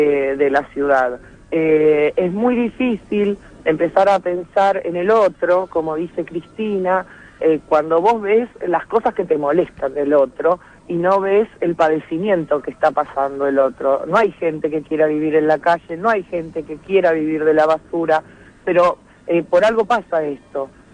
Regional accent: Buenos Aires, Argentina; De la 1, soy del barrio de San Telmo.

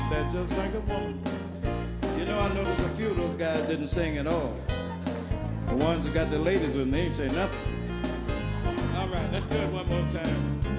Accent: Mississippi, United States; But when I was growing up in Mississippi, used to see a guy walking down the road with a great big piece of ice on his shoulder.

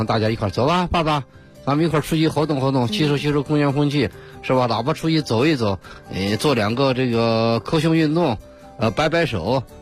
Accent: China; 也许我们中国人还有一个习惯呢

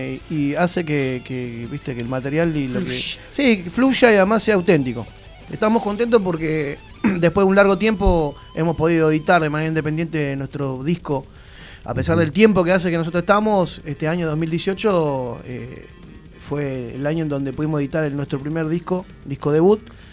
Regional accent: Buenos Aires Province, Argentina; zona sur es grande, bueno, nosotros estamos del lado del río, así que sí, somos del sur, sudeste de Gran Buenos Aires.

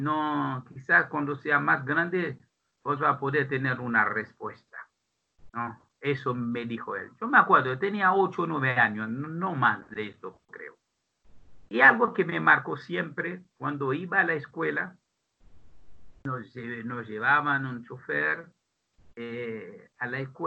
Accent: Pétionville, Ouest, Haiti; also born or lived in Port-au-Prince; Yo nací en Puerto Príncipe, la capital. Después fuimos a vivir a Pétionville, que es un barrio acomodado, es decir, de clase media más bien alta.

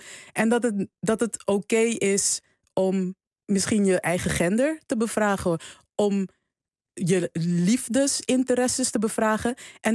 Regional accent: Suriname; ik ben opgegroeid in Suriname, dus ik dacht altijd van, oh ja, er moet een man een keer komen en die moet mij veroveren

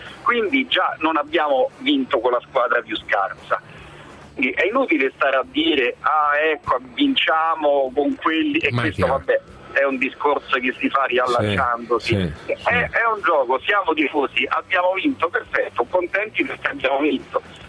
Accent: Rome, Lazio, Italy; io parlo da romano, da romanista

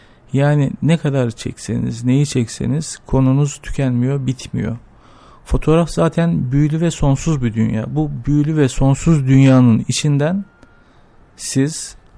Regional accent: Ankara, Turkey; Ben Ankara'da büyüdüm. Bütün kazanımlarımızı, edinimlerimizi, her şeyimizi Ankara'da öğrendik. Dolayısıyla evet. Ankara bizi büyüten başkent. Bizi büyüten ve adam eden kent.

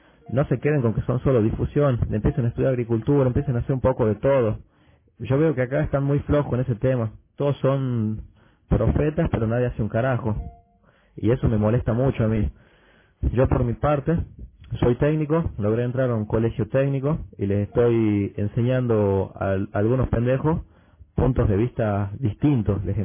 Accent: Argentina; Bueno, soy de Argentina.

